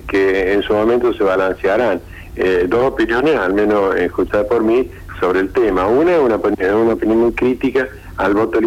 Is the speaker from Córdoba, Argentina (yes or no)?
yes; Villa María, Córdoba, Argentina; yo soy del interior de Córdoba, nosotros en Villa María teníamos 7 boletas en las elecciones municipales